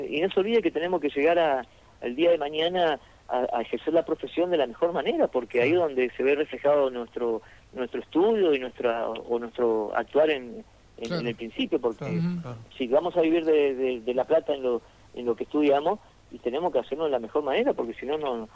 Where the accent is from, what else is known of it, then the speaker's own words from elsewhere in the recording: Argentina; also born or lived in Buenos Aires; Yo nací en Capital Federal, y después me fui a radicar allá, pero, o sea, me siento, o sea, espeñense, porque yo nací solamente en Capital porque mi viejo boxeaba allá